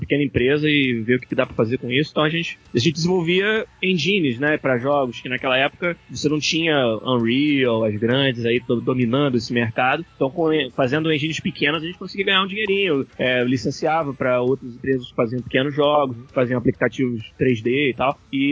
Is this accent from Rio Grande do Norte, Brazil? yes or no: no; Niterói, Rio de Janeiro, Brazil; Fui fazer uma faculdade de ciência da computação, lá em Niterói, na UF, de onde eu sou, né?